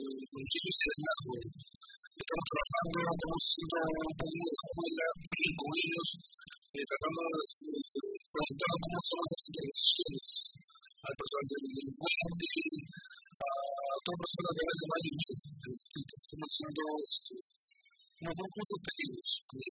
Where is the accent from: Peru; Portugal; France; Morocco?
Peru; Carmen de la Legua, Callao; born there; yo nací en Carmen de la Legua